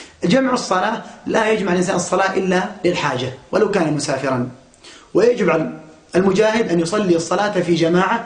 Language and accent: Arabic; Daraa, Daraa Governorate, Syria; أو مجاهدين من عندنا في درعا أو غيرها